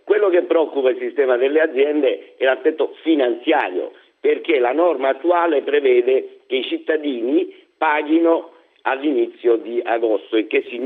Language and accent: Italian; Sicily, Italy; ne parlo io che sono siciliano d'origine, quindi non è un'offesa